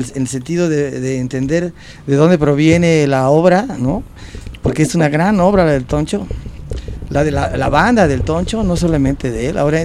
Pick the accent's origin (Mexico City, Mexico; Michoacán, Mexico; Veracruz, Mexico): Veracruz, Mexico; also born or lived in Puebla; que medio soy de ahí y que luego cuando llegué a Guanatos venía de Puebla. Entonces ya me confundieron con poblano, pero soy veracruzano. Soy de cerca de la tierra de Domi.